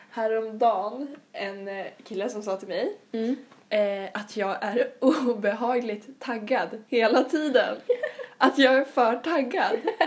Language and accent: Swedish; Sweden; Att vi är svenskar.